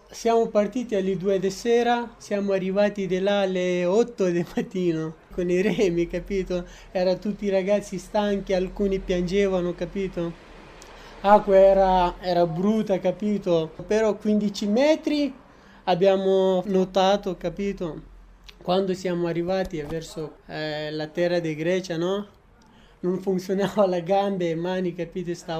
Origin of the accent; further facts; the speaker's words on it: Afghanistan; Italian is a second language; now in Ancona, Italy; Ma io sono partito dall'Afghanistan, diciamo, 3 anni fa che sono partito.